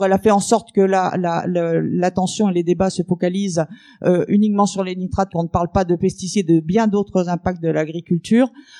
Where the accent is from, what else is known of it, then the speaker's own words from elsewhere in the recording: Saint-Brieuc, Brittany, France; pour l'association Alto Marée Verte. Nous venons de Saint-Brieuc dans les Côtes d'Armor.